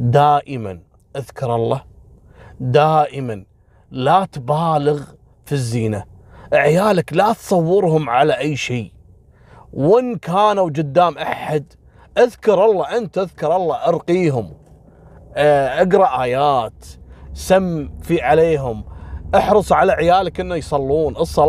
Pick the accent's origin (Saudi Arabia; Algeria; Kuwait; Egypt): Kuwait; أنا ذاكر لكم قصة حصلت عندنا في الكويت